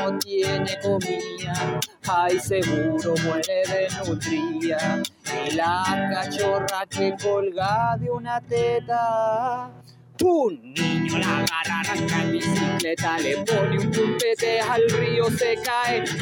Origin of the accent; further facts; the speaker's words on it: Valparaíso, Chile; now in Maule, Chile; soy oriundo del Valle de la Aconcagua, ahora ando vacilando por aquí por Maule